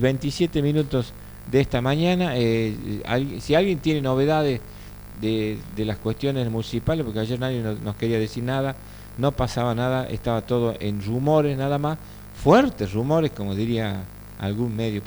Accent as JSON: {"language": "Spanish", "country": "Argentina", "said": "si ganan y si pierden nos vamos a putear, como buen argentino."}